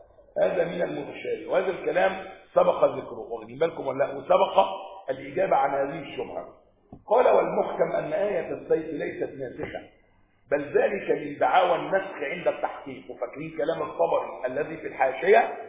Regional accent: Upper Egypt, Egypt; أنا صعيدي ما تخافوش يعني

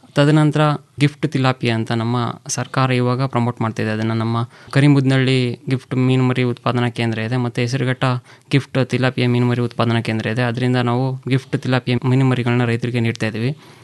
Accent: Mandya, Karnataka, India; ನಾನು ಮೂಲತಃ ಮಂಡ್ಯದವನು, ಮೈಸೂರು ಮಂಡ್ಯ

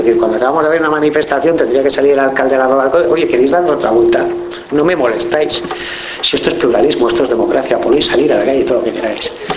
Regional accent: Pamplona, Navarre, Spain; Yo vengo de Pamplona

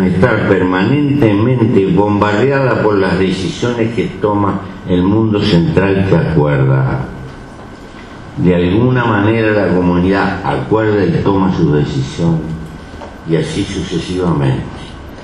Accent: Uruguay; Yo soy un uruguayo raro.

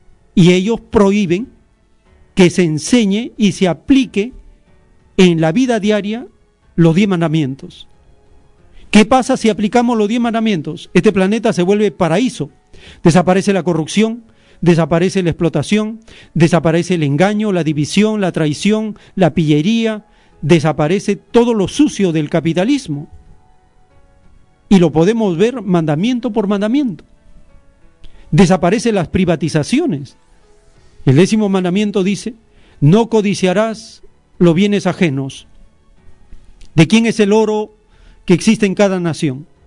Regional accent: Peru; Si dicen que somos peruanos, se supone que debemos ser dueños del oro, la plata, el petróleo, el gas, las comunicaciones, las reservas.

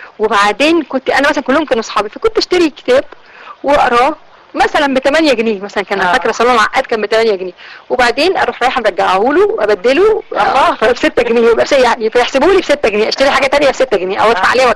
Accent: Alexandria, Alexandria Governorate, Egypt; moved away; بتجيلي لغايه دلوقتي لما بروح اسكندريه، رغم بقى ان مر عليا اكثر من 20 سنه سايبه مدينتي، لكن لما برجع بحس ان نفس احساس الطفوله والشباب بيرجع لي.

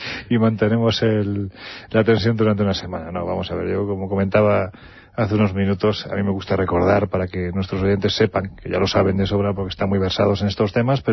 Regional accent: Jaén, Andalusia, Spain; por las dependencias del ayuntamiento de mi tierra, del ayuntamiento de Jaén

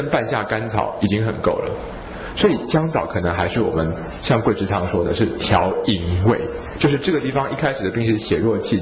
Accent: Taiwan; 我最近觉得药性比较寒凉的美容药对我们台湾人的帮助不大

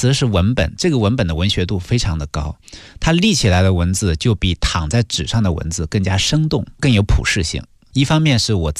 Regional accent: China; 这些东西就是我们中国人最讲究的东西。

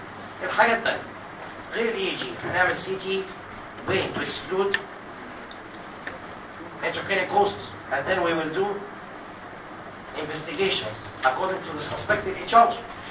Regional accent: Egypt; Actually, عندنا في مصر لازم تثبت انك epileptic عشان تاخد رخصة عمالة

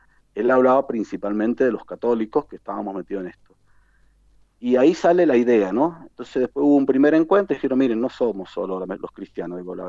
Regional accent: Argentina; lo que somos los argentinos, que hay gente de Catamarca, gente del sur, de Chubut, de Mendoza

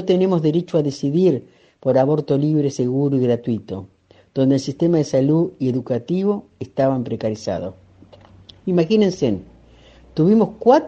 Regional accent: Buenos Aires, Argentina; soy de la Argentina, soy de la zona de La Plata, Berisso y Ensenada.

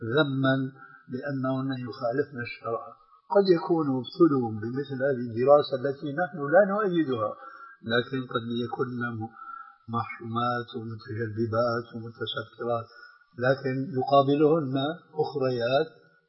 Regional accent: Damascus, Damascus Governorate, Syria; الآن أنت تعرف نوعا من هذه الفتيات التي يسمين عندنا في دمشق

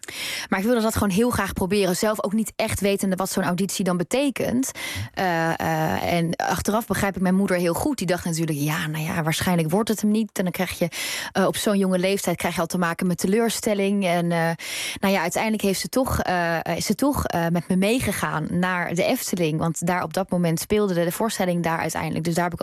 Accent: North Brabant, Netherlands; Ik woon niet meer in Brabant, maar ik kom uit Brabant.

